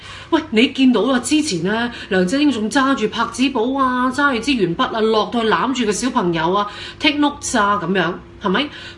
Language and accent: Cantonese; Hong Kong; 咁關我香港人咩事？